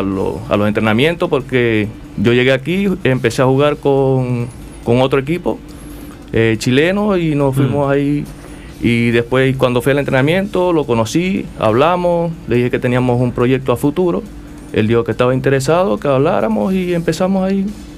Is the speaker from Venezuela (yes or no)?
yes; Venezuela; la mayoría de los muchachos que jugamos venimos de Venezuela. Bueno, en su mayoría, o sea, todos, pues.